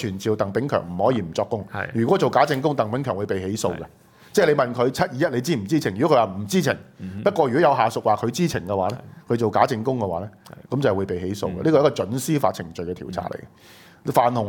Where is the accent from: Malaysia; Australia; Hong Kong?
Hong Kong; 我們香港人 suffer 都這麼多